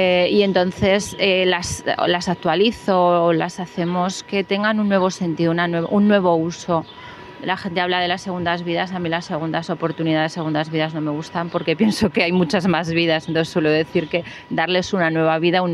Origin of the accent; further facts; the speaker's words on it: Daroca, Aragon, Spain; Pues yo soy de Daroca